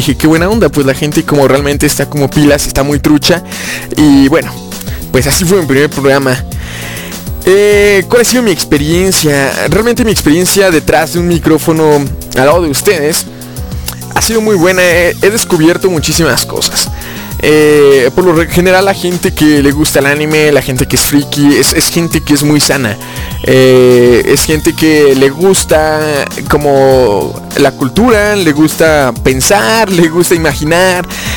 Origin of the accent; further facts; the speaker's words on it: Pachuca, Hidalgo, Mexico; Soy de Pachuca, Hidalgo, de aquí del bello país de México.